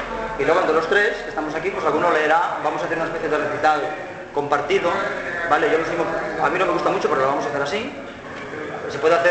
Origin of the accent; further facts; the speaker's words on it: Barcelona, Catalonia, Spain; Y yo que vengo de Barcelona, ¿vale?